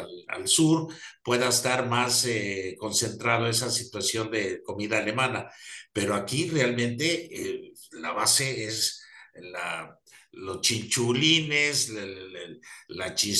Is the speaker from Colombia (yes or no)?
no; Mexico; La reputación que tiene nuestro país o nosotros como mexicanos es maravillosa a nivel mundial.